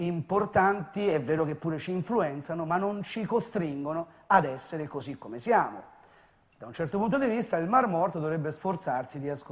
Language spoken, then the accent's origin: Italian; Rome, Lazio, Italy; io sono romano di 7 generazioni